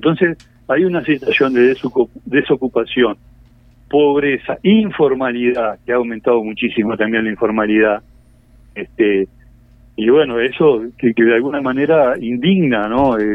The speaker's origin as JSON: {"language": "Spanish", "region": "Artigas", "country": "Uruguay", "moved": "as an adult", "lives_now": "Salto, Uruguay", "said": "yo que soy de la frontera, yo soy hace 5 años que vivo en Salto, pero soy de Artigas."}